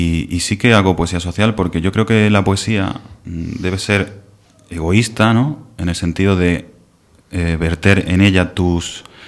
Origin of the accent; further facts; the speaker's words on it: Mancha Real, Andalusia, Spain; Pues yo soy de... nací en Mancha Real, que es un pueblo de Jaén, es un pueblo de unos 10.000 habitantes.